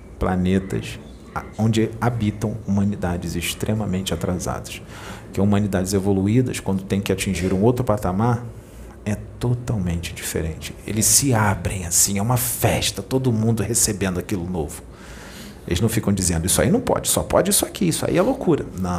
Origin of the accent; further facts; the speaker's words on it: Rio de Janeiro, Brazil; Eu sou daqui do Rio.